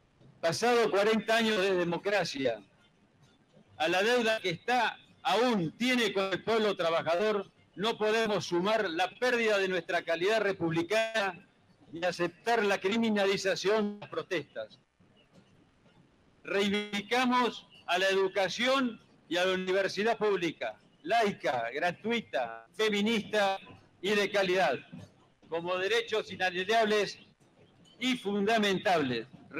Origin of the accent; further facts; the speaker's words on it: Argentina; Hoy para el gobierno nacional no somos argentinos de bien